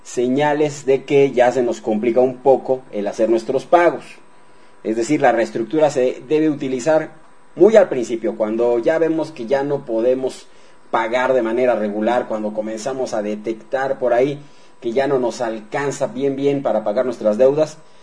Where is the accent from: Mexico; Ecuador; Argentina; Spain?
Mexico; Esa es la realidad, así somos los mexicanos.